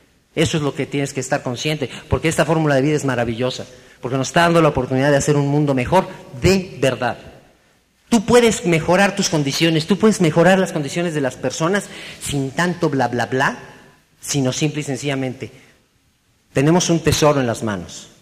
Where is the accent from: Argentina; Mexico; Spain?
Mexico; como los mexicanos tuvimos un grave defecto